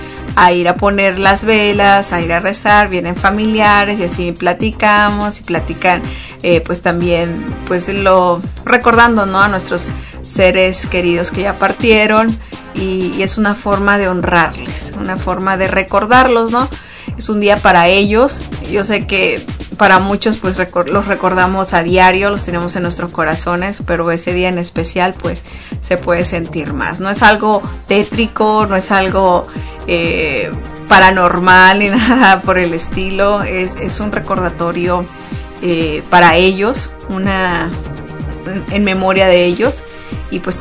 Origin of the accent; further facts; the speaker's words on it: Mexico; now in United States; De lo que realmente pues celebramos nosotros como mexicanos, ¿no? Entonces, pues esta celebración pues ha crecido, ha traspasado generaciones, inclusive acá en Estados Unidos